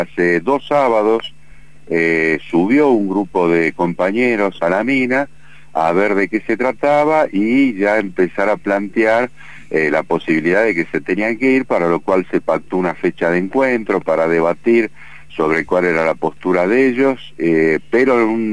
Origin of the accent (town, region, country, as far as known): Buenos Aires, Argentina; born there; now in Pituil, Argentina